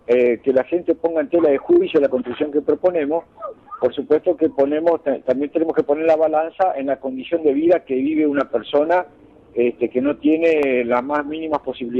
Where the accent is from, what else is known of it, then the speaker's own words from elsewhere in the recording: Puerto Iguazú, Misiones, Argentina; Exacto, somos de Puerto Iguazú.